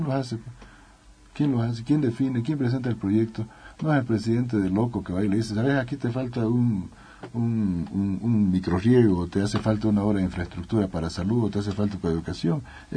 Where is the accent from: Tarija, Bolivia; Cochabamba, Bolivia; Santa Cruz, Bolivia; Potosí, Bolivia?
Santa Cruz, Bolivia; Charagua; Yo soy charagüeño, soy del norte, de la Charagua Norte. Estoy involucrado ahí en el proceso.